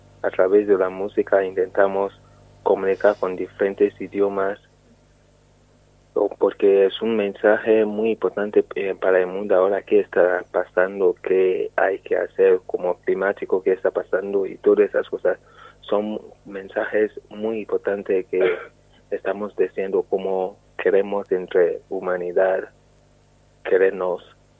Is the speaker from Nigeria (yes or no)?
yes; Nigeria; Spanish is a second language; moved away as an adult; now in Madrid, Spain; como soy nigeriano y ya tocaba música africana, música nigeriana, que es Afrobeat, desde Nigeria